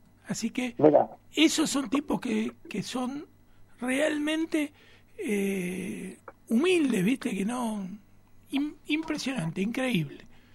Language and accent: Spanish; San Juan, Argentina; Yo soy de San Juan.